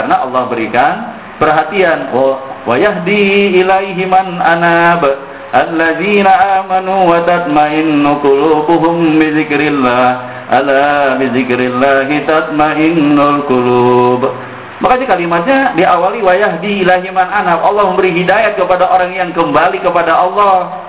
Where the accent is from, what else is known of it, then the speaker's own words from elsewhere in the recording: Jakarta, Indonesia; Dan saya orang Betawi bilangnya begitu.